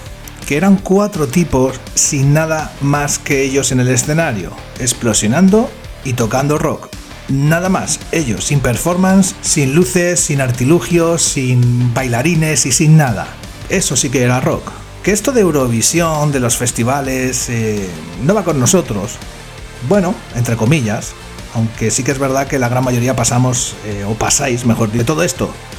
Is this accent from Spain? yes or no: yes; Benidorm, Valencian Community, Spain; Y yo, aparte de que soy de Benidorm, esto me pilla de cerca.